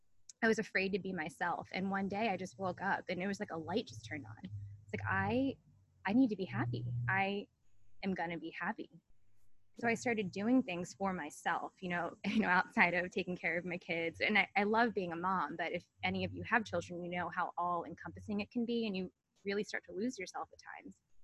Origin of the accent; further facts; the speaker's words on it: Annapolis, Maryland, United States; now in Portland, United States; I'm a psychic medium and artist, as you have mentioned. So I grew up in Annapolis, Maryland, as you know, because we grew up together. Mm-hmm. I recently moved to Portland, Oregon for my husband's job